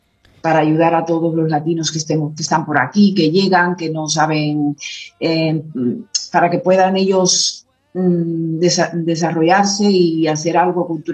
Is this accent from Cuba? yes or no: yes; Cuba; now in Spain; Yo soy cubana